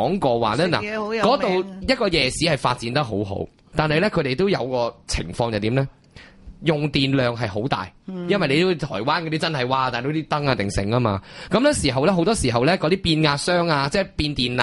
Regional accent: Hong Kong; 咁点解我哋香港人喂揸住支签啫

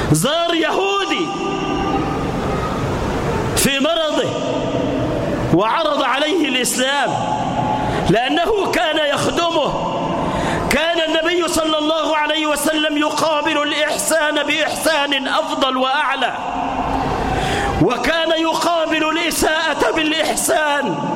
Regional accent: Egypt; اجعل بلدنا مصر واحة للأمن والأمان، اجعلها آمنة مطمئنة

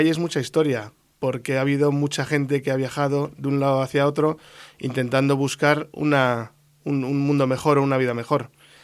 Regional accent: Spain; yo me he criado en España musicalmente y he tocado en España, soy español y canto en castellano

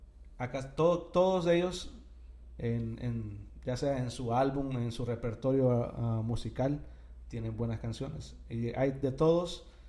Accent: Honduras; Pero obviamente Honduras es mi pueblo, es mi gente, es mi país.

